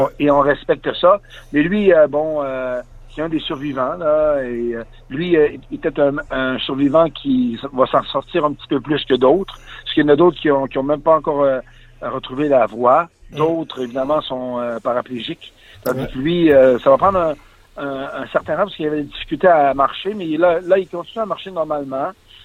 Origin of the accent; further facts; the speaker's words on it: Quebec, Canada; Mais contrairement à chez nous, au Lac-Saint-Jean, ces joueurs-là sont beaucoup de...